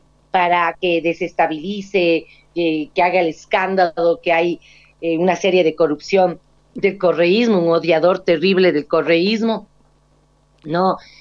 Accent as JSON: {"language": "Spanish", "country": "Ecuador", "said": "no vergüenza como ecuatoriana tener un gobierno de esas índole"}